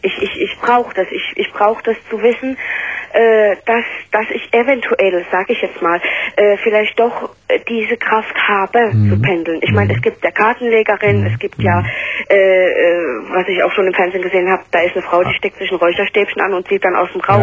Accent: Belgium; born there; ich bin ja in Belgien geboren

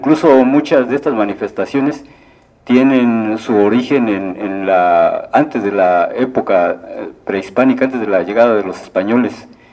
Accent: Atlapulco, State of Mexico, Mexico; soy parte del Consejo de Mayores de ahí de Atlapulco

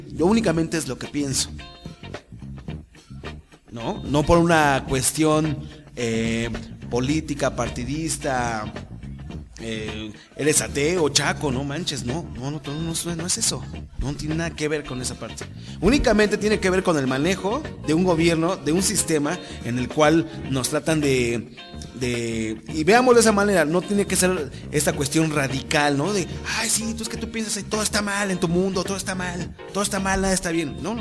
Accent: Mexico; soy mexicano, ya no puedo transitar por México

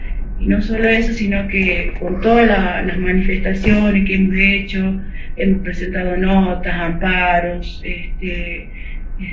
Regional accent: Pozo Colorado, Jujuy, Argentina; soy de Pozo Colorado, es mi comunidad. Yo pertenezco a lo que es Salinas Grandes y Laguna Guayacayó.

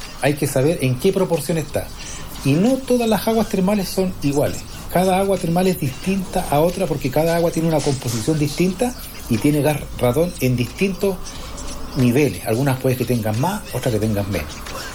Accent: Arica, Arica y Parinacota, Chile; moved away as an adult; now in Iquique, Chile; yo soy oriundo de Arica, nací, pero yo ya vivo en Iquique hace más de 20 años, por un tema de la economía. En esos años me tuve que ir.

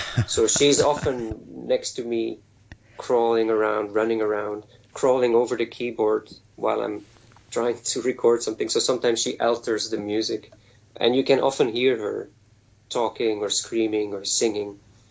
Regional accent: Netherlands; first language Dutch; English is a second language; And that's in Dutch, my native language.

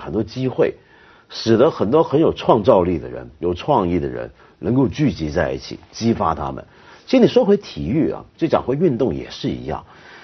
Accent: China; 他们看体操跟我们中国人不一样。我们中国人看体操是怎么样？

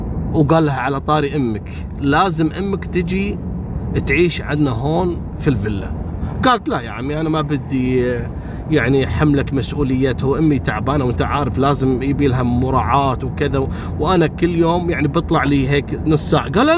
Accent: Kuwait; والله ذكرتني بوحدة قصة صارت عندنا في الكويت

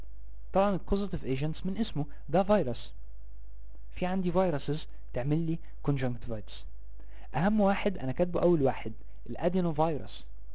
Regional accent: Egypt; عندنا في مصر هنا التطعيم الثلاثي العيل لازم ياخده

